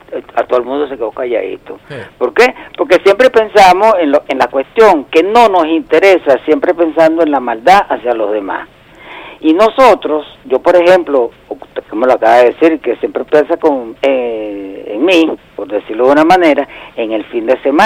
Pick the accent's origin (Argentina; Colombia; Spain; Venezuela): Venezuela; cómo entendernos como venezolanos, como compatriotas